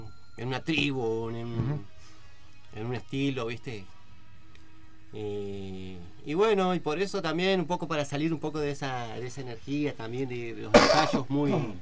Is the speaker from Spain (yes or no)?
no; Mar del Plata, Buenos Aires Province, Argentina; also born or lived in Comodoro Rivadavia; Yo lo que me acuerdo de chico de Mar del Plata. Porque de ahí, yo nací nomás ahí.